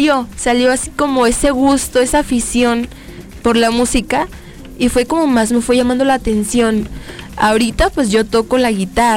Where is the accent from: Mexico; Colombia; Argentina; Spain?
Mexico; Nayarit; moved away as an adult; yo vengo del estado de Nayarit. Realmente pues me vine a estudiar la licenciatura en negocios internacionales en CUSEA. Apenas llegué hace unas 3 semanas para iniciar mi curso